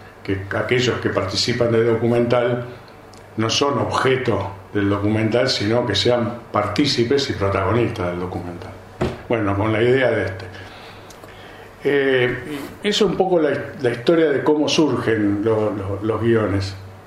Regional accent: Lanús, Buenos Aires Province, Argentina; yo nací y me crié en Lanús, pero un Lanús que era de otro tipo que el de los últimos años, era un Lanús industrial.

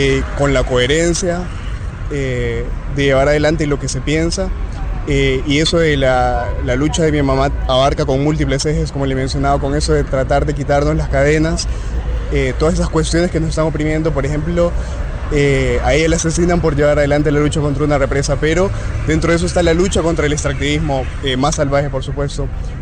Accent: Honduras; Soy de Honduras

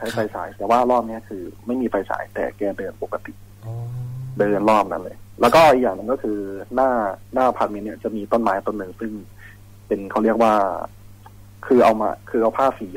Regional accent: Khon Kaen, Thailand; now in Bangkok, Thailand; เป็นคนขอนแก่นครับ

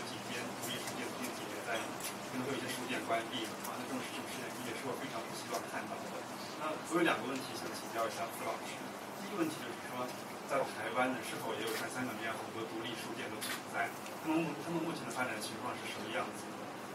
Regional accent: China; now in Hong Kong; 然后呢，我也是大陆那边过来的

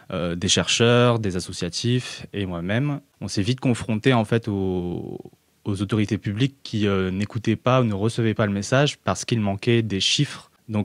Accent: Paris, Île-de-France, France; j'ai 30 ans, je suis juriste, je travaille dans le sud de la France et j'ai grandi principalement à Paris dans une famille de voyageurs, de gens du voyage comme on dit.

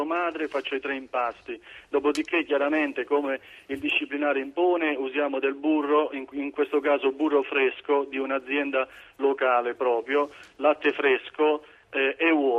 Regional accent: Basilicata, Italy; Noi siamo del Vulture, siamo immersi nei castagneti del Monte Vulture.

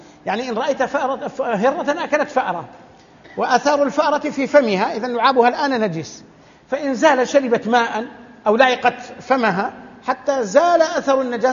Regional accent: Saudi Arabia; عندنا في السعودية يأتون بالسمن الأصلي يطبخونه

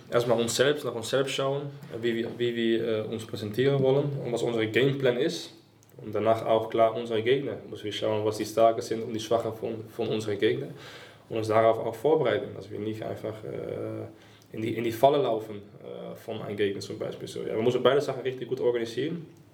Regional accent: Suriname; German is a second language; now in Wolfsburg, Germany; Ich komme aus Suriname, Südamerika, aus einem Land neben Brasilien.

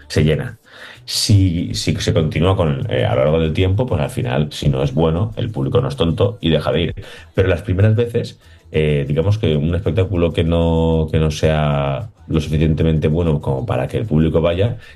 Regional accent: Valencian Community, Spain; todos los actores somos valencianos y nos conocen

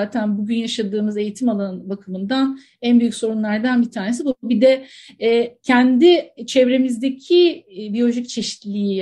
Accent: Antakya, Hatay, Turkey; ben bir dağın yamacında, nehrin kollarında büyüdüm diye tarif ediyorum kendimi Antakyalı olduğum için.

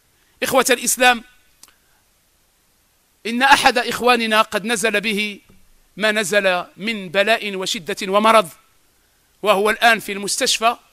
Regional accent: Morocco; على الأرامل وعلى اليتامى في بلادنا المغرب

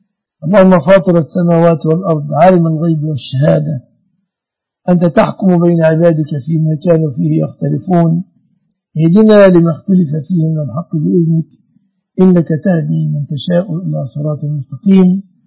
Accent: Egypt; اللهم احفظ بلادنا مصر آمنة مطمئنة وسائر بلاد المسلمين.

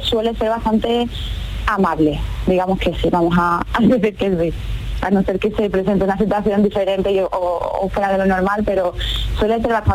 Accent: Seville, Andalusia, Spain; Yo soy de Sevilla.

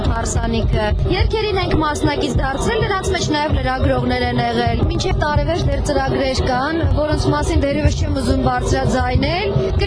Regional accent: Nagorno-Karabakh, Azerbaijan; Արցախն իմ տունն է, ես արցախցի եմ, ես հայ եմ, իմ հայրենիքը Երևանը չէ, իմ հայրենիքը Ստեփանակերտը չէ, իմ հայրենիքը համայն հայոց աշխարհն է։

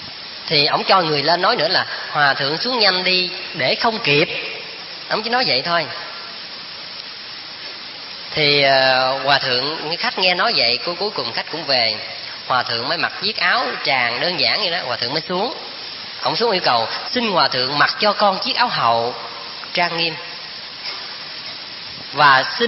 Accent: Vĩnh Long, Vietnam; Các vị biết quê tôi ở Vĩnh Long, xuất thân từ tổ đình Phước Hậu, là cái chùa của sư cụ Khánh Anh ngày xưa đó.

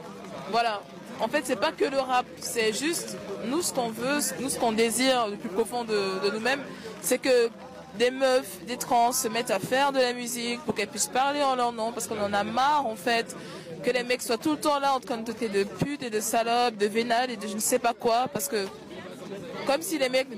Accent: Cameroon; moi, je suis camerounaise. Et dans mon pays, les homos, en fait, ils vont en prison.

